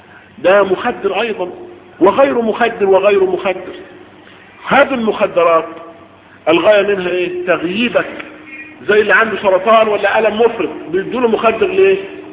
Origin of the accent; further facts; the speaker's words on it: Egypt; على وزن نحن وعلى وضعنا احنا كمصريين